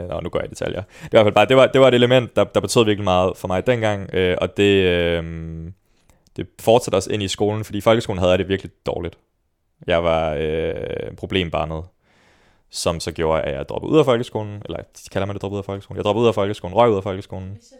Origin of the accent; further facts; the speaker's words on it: Svendborg, Region of Southern Denmark, Denmark; Jeg er født og opvokset i Svendborg. I hvad jeg vil kalde den konservative kernefamilie.